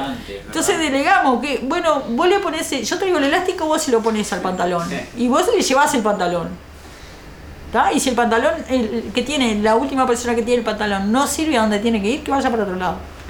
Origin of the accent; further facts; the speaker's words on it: Canelones, Uruguay; porque soy de Canelones, entonces me corresponde allá.